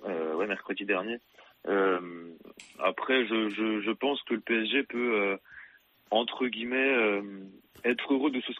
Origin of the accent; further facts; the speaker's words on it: France; En tant que Français, je parle voilà